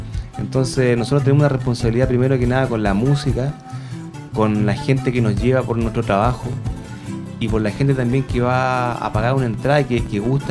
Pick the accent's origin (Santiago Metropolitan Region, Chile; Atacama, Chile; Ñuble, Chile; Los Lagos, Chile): Santiago Metropolitan Region, Chile; Recoleta; nosotros somos de Recoleta originario, y en una calle que se llama Pedro Donoso con Recoleta